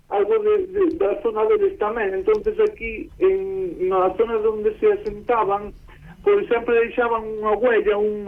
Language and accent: Galician; Mondoñedo, Galicia, Spain; na zona de onde son eu, a zona de Alfós, Mondoñedo